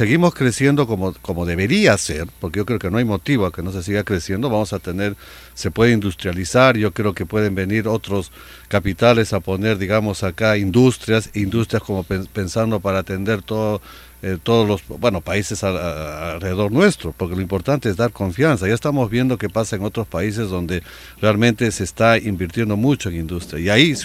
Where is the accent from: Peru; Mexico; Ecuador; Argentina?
Peru; como peruanos y que sabemos que vamos a permanecer acá